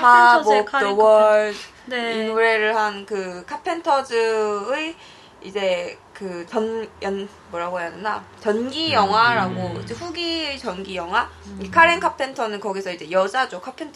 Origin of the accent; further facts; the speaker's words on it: Los Angeles, California, United States; 캘리포니아 LA 출신이에요, LA 출신. LA.